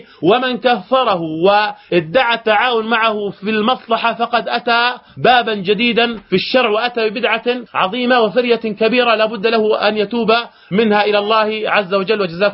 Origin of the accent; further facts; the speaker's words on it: Jordan; حصل عندنا في الأردن وغير الأردن